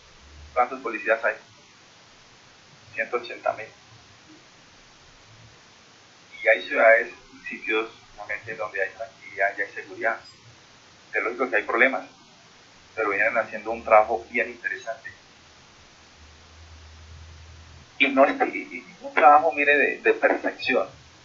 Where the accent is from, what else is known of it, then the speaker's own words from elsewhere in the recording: Soacha, Cundinamarca, Colombia; No nos sigamos estigmatizando porque nosotros vivimos y somos de Soacha.